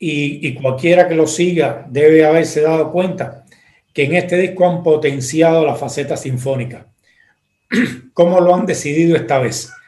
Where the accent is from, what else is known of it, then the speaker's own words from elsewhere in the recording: Cuba; en estos días en Cuba han habido algunas revueltas y demás, y yo soy cubano